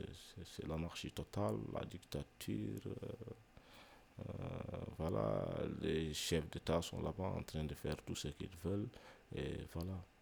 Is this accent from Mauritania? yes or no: yes; Mauritania; Je viens de la Mauritanie, bon, voilà, Mauritanie, République islamique Mauritanie, comme ils disent, République islamique, donc voilà. Je suis un négro mauritanien de l'autre côté du fleuve.